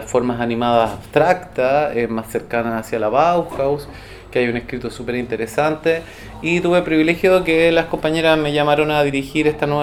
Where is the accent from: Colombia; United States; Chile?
Chile; Santiago, Santiago Metropolitan Region; como yo vengo de Santiago, yo estoy hace 5 años acá